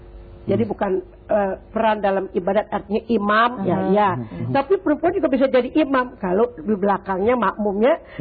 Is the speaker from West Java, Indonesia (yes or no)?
no; Jakarta, Indonesia; Ya dulu saya kan orang Betawi nih ya